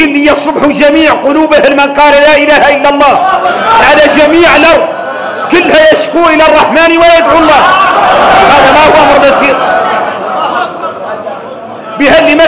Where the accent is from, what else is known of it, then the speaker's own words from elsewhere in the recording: Mauritania; إحنا موريتاني